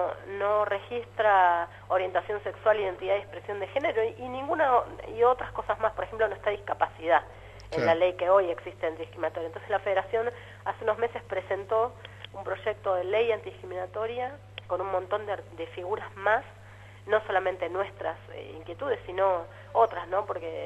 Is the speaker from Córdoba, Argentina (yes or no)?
no; La Plata, Buenos Aires Province, Argentina; Soy platense.